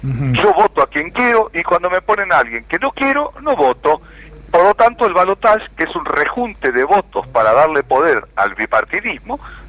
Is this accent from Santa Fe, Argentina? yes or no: no; Buenos Aires Province, Argentina; Porque soy de provincia de Buenos Aires.